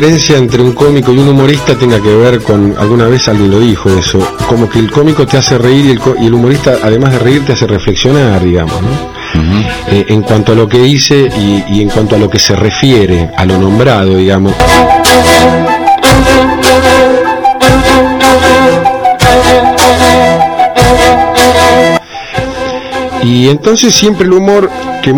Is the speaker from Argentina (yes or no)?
yes; Castelar, Buenos Aires Province, Argentina; also born or lived in Morón; Nací vivía en Castelar y nací en Morón. Y después, en el año 68, me mudé a Villaluro